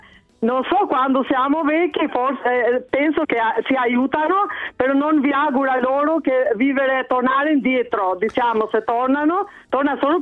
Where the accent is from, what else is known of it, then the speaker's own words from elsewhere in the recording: Albania; Io sono albanese, però da noi era sempre da tradizione che l'ultimo figlio più giovane stava sempre con i genitori.